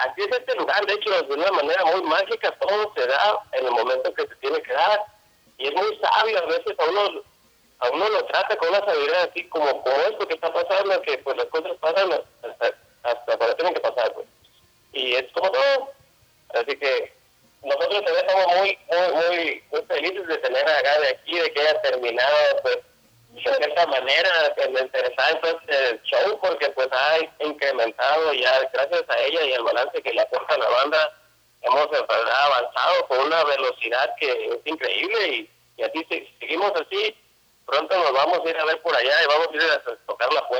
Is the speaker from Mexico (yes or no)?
yes; Yucatán Peninsula, Mexico; que somos peninsulares y tenemos a nosotros presentes y que somos mexicanos también, pues.